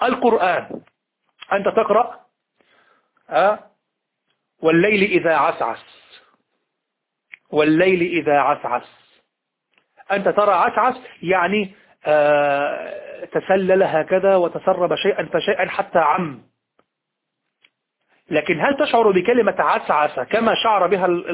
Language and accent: Arabic; Egypt; كلمة مبتذلة في الشارع عندنا في مصر